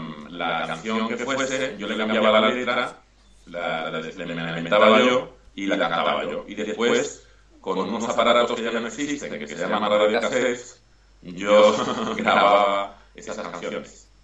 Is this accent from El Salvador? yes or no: no; Málaga, Andalusia, Spain; yo soy de Málaga, de Andalucía, y él cantaba muy bien flamenco.